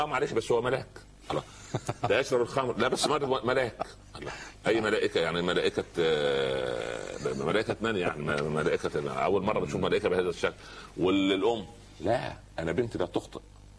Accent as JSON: {"language": "Arabic", "region": "Upper Egypt", "country": "Egypt", "said": "حتى عندنا في الصعيد اسمه سخل برضه"}